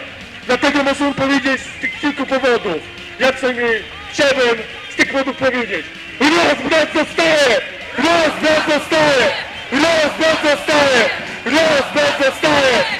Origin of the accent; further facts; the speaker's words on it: Warsaw, Masovian Voivodeship, Poland; jako warszawiak, jako mieszkaniec większego miasta niż